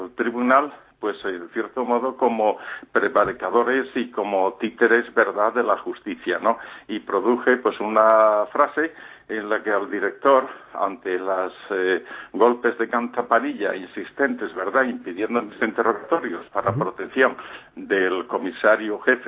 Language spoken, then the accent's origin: Spanish; Spain; moved away as an adult; Ya he vivido un año en Londres, me fui muy joven de España, no soportando, en fin, ciertas cicatrices.